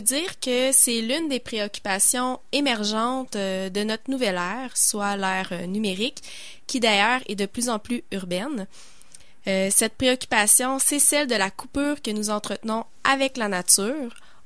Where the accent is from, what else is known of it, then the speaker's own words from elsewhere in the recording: Malartic, Quebec, Canada; Je suis originaire d'Abitibi, de Malartic.